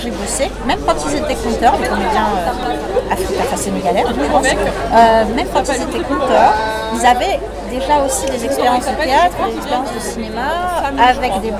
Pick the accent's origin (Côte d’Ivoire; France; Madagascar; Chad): France; c'est que en tant que Française, j'avais écrit un gros pavé.